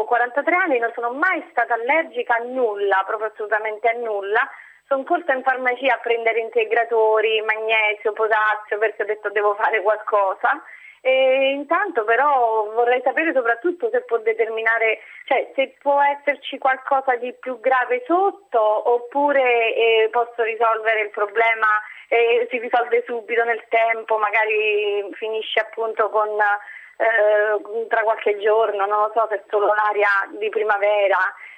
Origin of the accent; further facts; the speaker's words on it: Rome, Lazio, Italy; perché poi siamo da Roma, dopo questo gelo che abbiamo avuto, questa neve